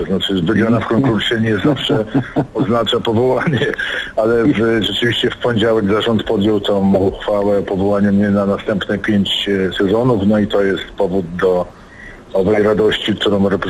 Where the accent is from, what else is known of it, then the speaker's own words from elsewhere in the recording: Legnica, Lower Silesian Voivodeship, Poland; now in Rzeszów, Poland; znaczy jestem w Rzeszowie, ale jestem z Legnicy.